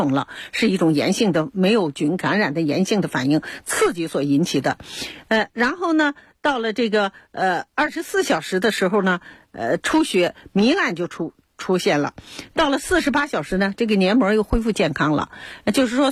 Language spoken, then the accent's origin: Chinese; China; 所以呢，我们中国人呢就给它非常好的美好的寓意